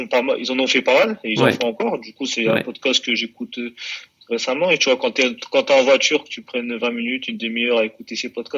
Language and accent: French; La Courneuve, Île-de-France, France; je suis originaire de la ville de La Courneuve. De La Courneuve, donc. Région parisienne en Seine-Saint-Denis